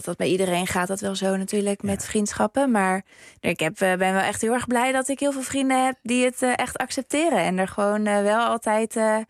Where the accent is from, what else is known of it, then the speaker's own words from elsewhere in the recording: Zoetermeer, South Holland, Netherlands; moved away; op een gegeven moment heb ik dan wel de keuze gemaakt om van Zoetermeer, waar ik opgegroeid ben, naar Heerenveen te verhuizen